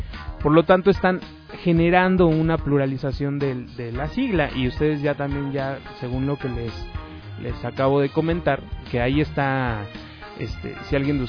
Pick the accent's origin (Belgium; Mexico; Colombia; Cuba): Mexico; yo como soy mexicano no estoy muy acostumbrado a decir DVD.